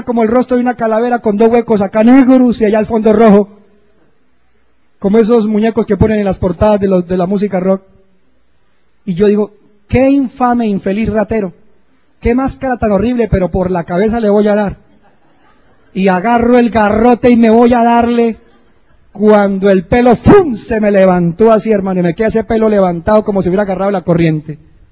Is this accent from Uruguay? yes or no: no; Sogamoso, Boyacá, Colombia; born there; yo entré una vez a la catedral allá en Sogamoso, donde yo nací